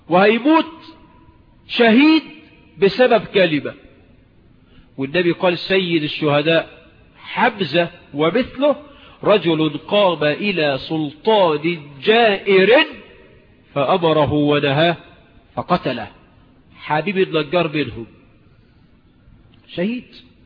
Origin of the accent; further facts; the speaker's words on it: Egypt; مش عندنا، انا مش من المليا، عندنا في مصر يعني، ما هو المليا دي مصر.